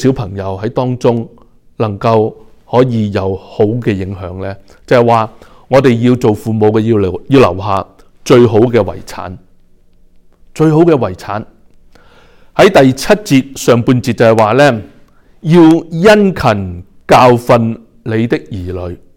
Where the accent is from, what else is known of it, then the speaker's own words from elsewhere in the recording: China; 特别系我哋中国人